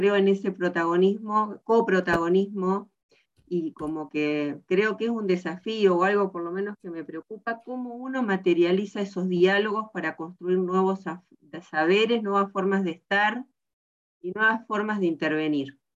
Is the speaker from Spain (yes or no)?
no; Tandil, Buenos Aires Province, Argentina; Yo también soy de Tandil